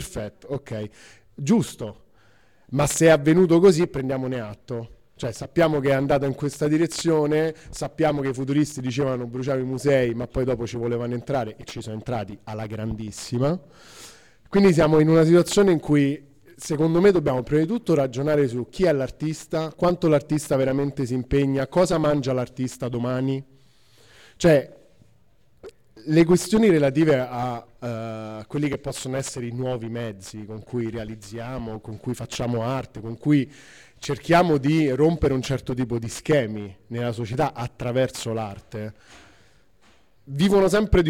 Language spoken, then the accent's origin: Italian; Rome, Lazio, Italy; io vengo da Roma